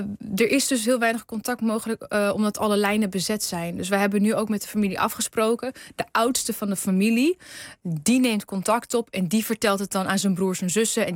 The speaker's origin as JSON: {"language": "Dutch", "town": "Karsel", "region": "Hatay", "country": "Turkey", "said": "mijn familie woont, wij komen uit Karsel."}